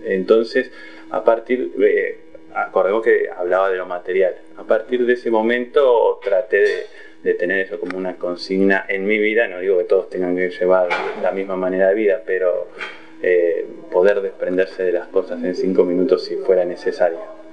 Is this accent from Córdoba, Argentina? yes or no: no; Sarandí, Buenos Aires Province, Argentina; yo soy de me crié en Sarandí, digamos